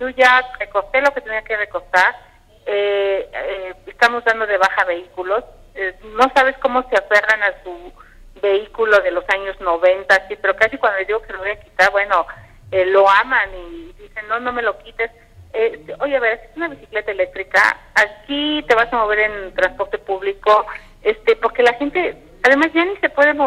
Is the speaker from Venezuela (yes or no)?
no; Tepatepec, Hidalgo, Mexico; en mi pueblo, en Tepatepec